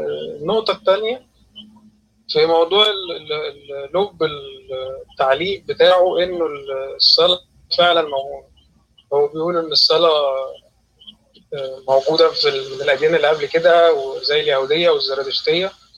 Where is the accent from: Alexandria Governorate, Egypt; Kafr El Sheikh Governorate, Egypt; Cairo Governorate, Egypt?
Alexandria Governorate, Egypt; Alexandria; أنا اسكندراني يا جماعة